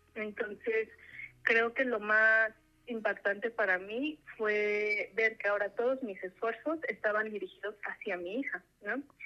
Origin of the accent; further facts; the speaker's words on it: Apizaco, Tlaxcala, Mexico; yo soy de Apizaco, es un pueblo industrializado, ¿no? Que hay quien dice que es ciudad, pero digo, es un pueblo que está en crecimiento, pero que es joven, o sea, tendrá 150 años